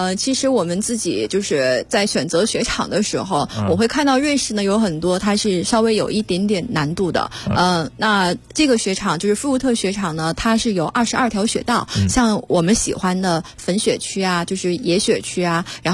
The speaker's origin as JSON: {"language": "Chinese", "country": "China", "said": "我们中国人"}